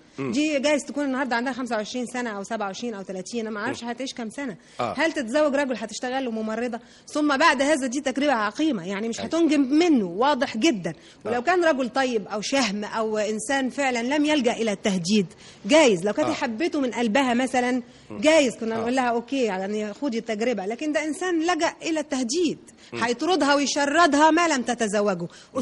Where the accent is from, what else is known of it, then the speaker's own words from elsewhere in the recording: Egypt; مش حاجة اسمها عندنا في مصر واحدة كده طايرة في الهواء في مهب الريح.